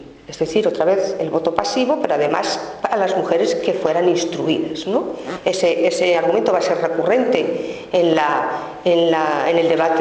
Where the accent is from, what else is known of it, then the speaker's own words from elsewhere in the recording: Salamanca, Castile and León, Spain; yo acabé la carrera de historia en Salamanca, que es de donde yo soy